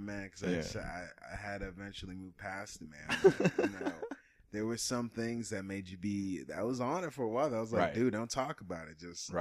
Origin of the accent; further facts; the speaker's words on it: Dallas, Texas, United States; he used to live in one of the areas that I grew up in, Pleasant Grove. I don't like to call it a ghetto of Dallas.